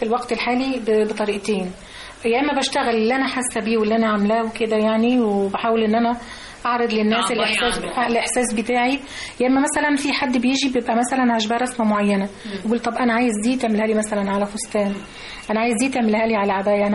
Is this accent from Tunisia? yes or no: no; Upper Egypt, Egypt; يعني احنا عندنا في الصعيد مفيش ست متجوزه ما معهاش حجاب